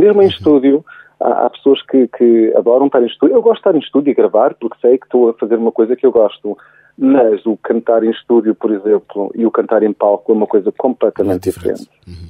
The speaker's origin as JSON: {"language": "Portuguese", "country": "Germany", "tie": "born or raised there", "said": "como cresci na Alemanha, não havia a tradição, e não há ainda, de casas de fado, e de ouvir fado todos os dias"}